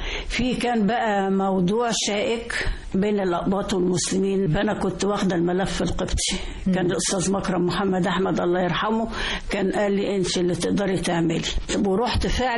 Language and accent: Arabic; Egypt; ده احنا كلنا مصريين